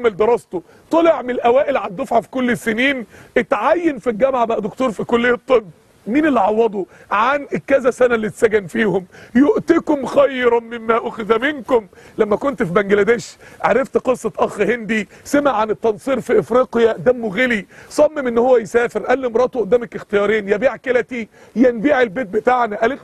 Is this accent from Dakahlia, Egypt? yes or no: yes; Mansoura, Dakahlia, Egypt; عندنا في المنصورة واحد كان فتح مقهى كافيه